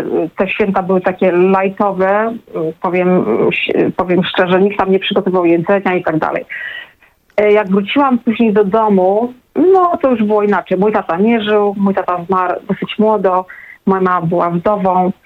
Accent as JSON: {"language": "Polish", "town": "Gdynia", "region": "Pomeranian Voivodeship", "country": "Poland", "said": "jestem z Gdyni, więc to też specyficzna sytuacja"}